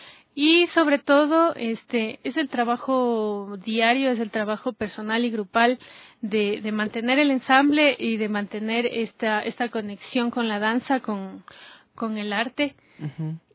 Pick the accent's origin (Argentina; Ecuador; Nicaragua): Ecuador; esta obra que tiene mucho de lo que somos los ecuatorianos